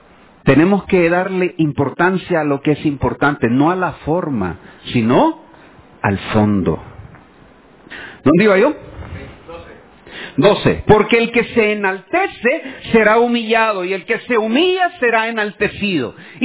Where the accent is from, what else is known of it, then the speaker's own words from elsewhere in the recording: El Salvador; Hermanos, somos guanacos, no tenemos por qué cumplir las costumbres judías. Somos salvadoreños